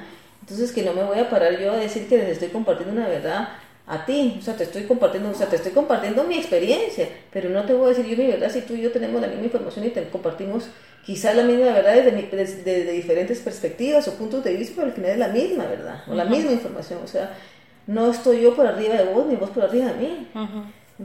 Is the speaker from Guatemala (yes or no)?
yes; Guatemala; soy guatemalteca y que el haber nacido en este contexto, en este país, hija de un juez, de esta señora que era lectora